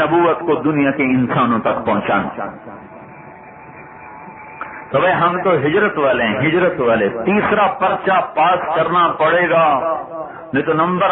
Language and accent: Urdu; Khanewal, Punjab, Pakistan; آپ کہاں سے ہیں؟ میں کہا جی پاکستان. پاکستان میں کہاں سے ہیں؟ میں کہا جی ملتان. ملتان میں کہاں سے ہیں؟ میں کہا جی خانے والا.